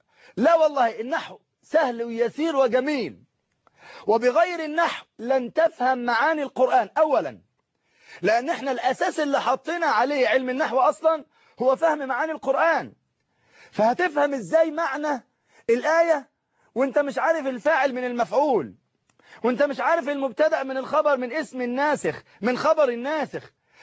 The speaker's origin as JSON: {"language": "Arabic", "country": "Egypt", "said": "في كل مكان من بلادنا مصر الحبيبة"}